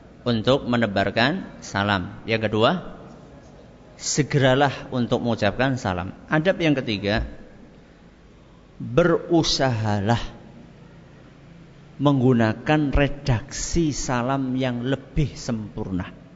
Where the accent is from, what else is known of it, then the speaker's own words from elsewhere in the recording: Java, Indonesia; apalagi kita orang Jawa ya